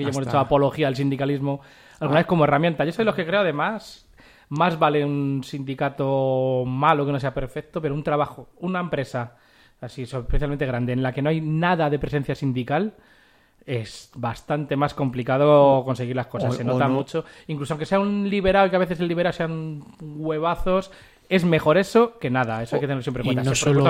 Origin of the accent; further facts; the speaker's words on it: Madrid, Community of Madrid, Spain; ya que somos de aquí, de Madrid